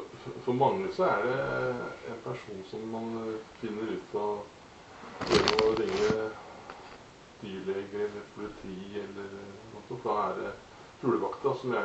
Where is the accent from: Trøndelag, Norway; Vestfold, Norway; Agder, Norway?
Vestfold, Norway; Tønsberg; Jeg vokste opp ute i Slagen.